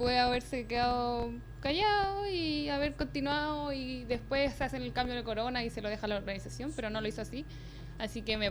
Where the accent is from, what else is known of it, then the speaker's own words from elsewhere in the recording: Chile; yo como buena chilena